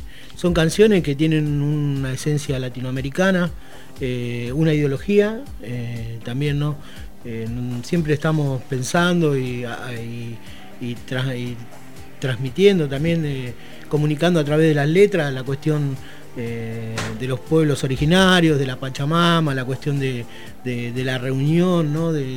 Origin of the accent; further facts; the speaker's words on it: Chacabuco, Buenos Aires Province, Argentina; now in Berisso, Argentina; yo soy de Chacabuco, ¿no? Pero que he aprendido a querer con los años, desde el año 96 que estoy acá.